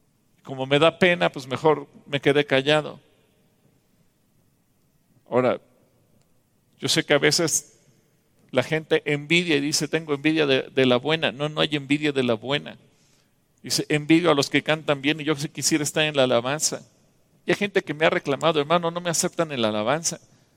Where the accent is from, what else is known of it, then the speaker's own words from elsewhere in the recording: Mexico; Los mexicanos tenemos talento, los mexicanos somos ingeniosos, los mexicanos encontramos soluciones.